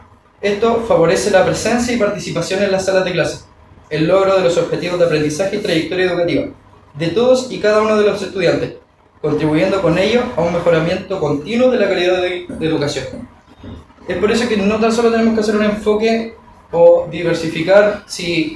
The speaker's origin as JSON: {"language": "Spanish", "country": "Chile", "said": "sino que también hacia nosotros mismos como chilenos"}